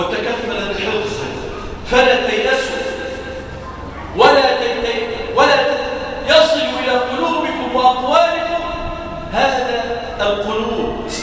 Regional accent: Damietta, Damietta Governorate, Egypt; اللهم احفظ بلادنا مصر واجعلها واحة للأمن والأمان. اللهم احفظ بلادنا دمياط واجعلها واحة للأمن والأمان

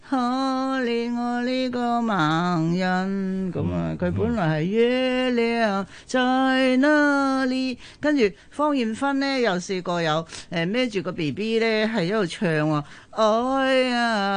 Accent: Guangdong, China; 陳文常即係我哋廣東人嘅榮譽嚟嘅

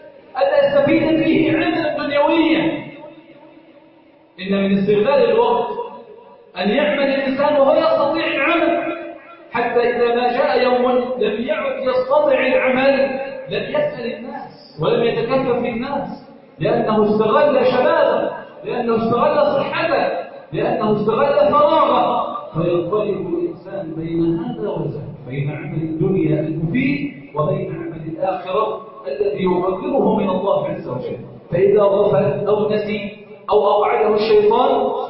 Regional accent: Egypt; اللهم انا نسالك ان تجعل بلدنا مصر سخاء رخاء امنا امانا

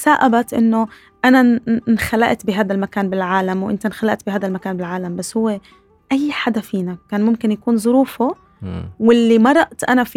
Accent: Nablus, West Bank, Palestine; إذا أنا حبيت واحد من القدس وأنا من نابلس ما بنقدر نتجوز

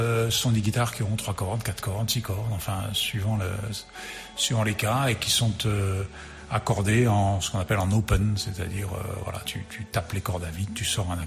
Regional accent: Grenoble, Auvergne-Rhône-Alpes, France; Alors on est de Grenoble, hein, de la région de Grenoble.

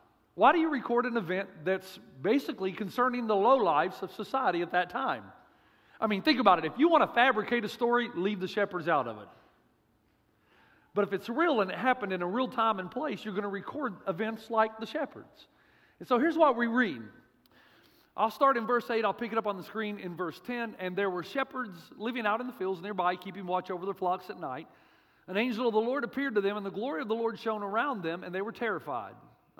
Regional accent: Tennessee, United States; also born or lived in Africa; And I'm from Tennessee.

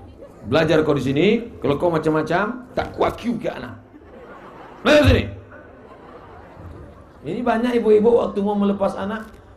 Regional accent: Riau, Indonesia; Saya dari Riau

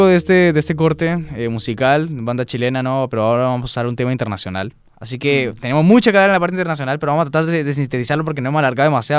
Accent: Colombia; recuerden que yo soy colombiano, ¿no? Así que yo en parte veo cosas de Colombia.

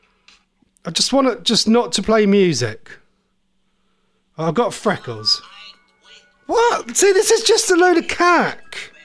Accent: Norwich, East of England, United Kingdom; from Norwich.

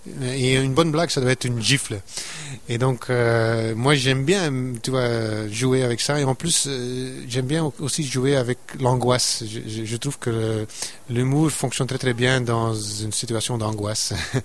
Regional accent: Flanders, Belgium; accent: Flemish; first language Dutch; French is a second language

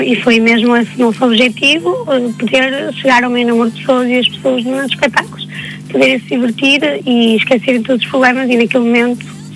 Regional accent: Marco de Canaveses, Porto, Portugal; Sou de Mar Canaveses.

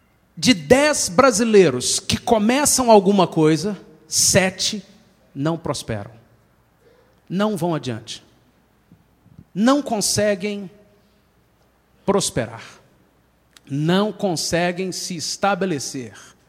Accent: Brazil; Mas nós temos na nossa cultura uma qualidade maravilhosa como brasileiros, que é a do improviso. Nós somos muito feras no improviso.

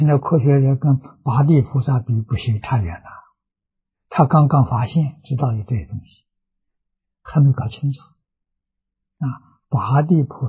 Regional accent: China; 像我们中国人讲自信本善

